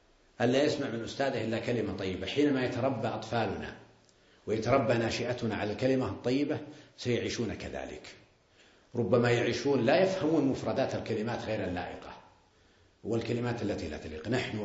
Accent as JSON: {"language": "Arabic", "country": "Saudi Arabia", "said": "عندنا في السعودية يقولون بزر، وعندكم يقولون عيل، وإخواننا في الخليج يقولون جاهل"}